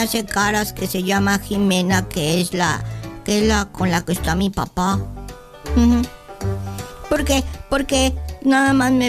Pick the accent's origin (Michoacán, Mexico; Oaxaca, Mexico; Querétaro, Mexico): Querétaro, Mexico; born there; Tengo 7. Yo nací en Querétaro el 1 de junio del 2013. Sí. Y yo vivía en Candiles